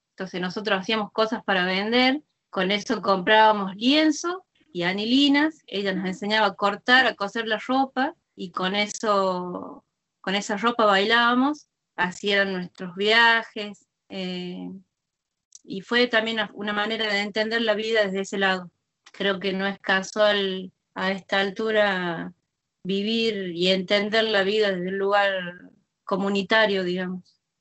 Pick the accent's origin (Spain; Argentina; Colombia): Argentina; Chilecito, La Rioja; born there; en mi caso, yo nací en Chilecito.